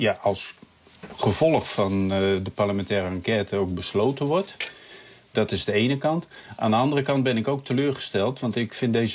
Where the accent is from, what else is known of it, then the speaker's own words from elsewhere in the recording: Groningen, Netherlands; als Groninger moet je ook wat meer van die dingen weten dan een gemiddelde Nederlander